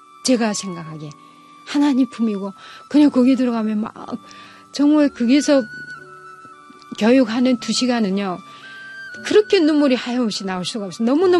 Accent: North Korea; moved away as an adult; now in South Korea; 제가 지나온 북한에서 태어나고 북한에서 40살까지 살고 지금 오늘 이런 대한민국, 복받은 대한민국이란 땅에 정말 내 삶을 묻으러 가고 있습니다.

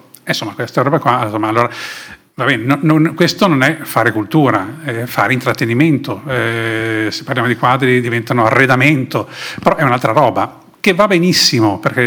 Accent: Sanremo, Liguria, Italy; born there; Io sono nato a Sanremo

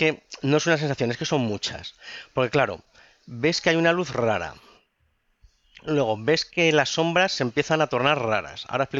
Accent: Ávila, Castile and León, Spain; Con 14 años, yo, iluso de mí, salí con el … allí en mi pueblo, allí en Ávila

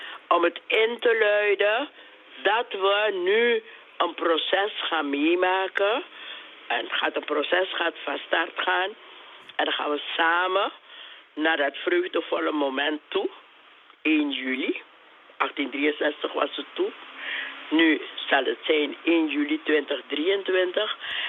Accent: Suriname; We moeten als Surinamers moeten we ook goed nadenken

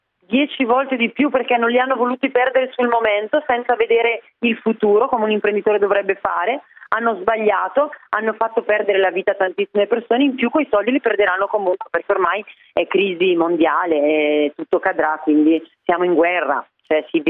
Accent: Bergamo, Lombardy, Italy; io da bergamasca in questi giorni sto vivendo una tragedia

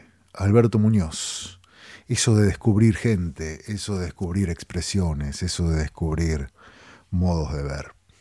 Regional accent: Buenos Aires, Argentina; vengo desde la ciudad de Buenos Aires a acompañarte este rato.

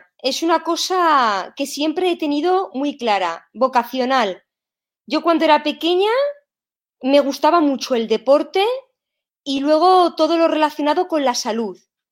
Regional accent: Spain; moved away as an adult; fue la primera vez que salí de España para ir a trabajar en el extranjero

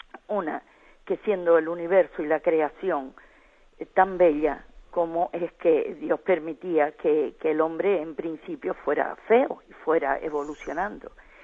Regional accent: Tejina, Canary Islands, Spain; pero yo soy de Tejina

